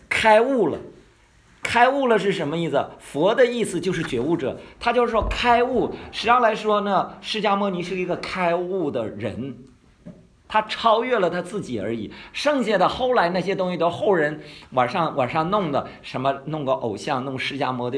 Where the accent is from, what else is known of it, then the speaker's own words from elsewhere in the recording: Northeast China, China; 因为我原来是无神论者嘛哈，我对宗教是没有好印象的。我是农村长大的，你知道在东北叫跳大神的哈。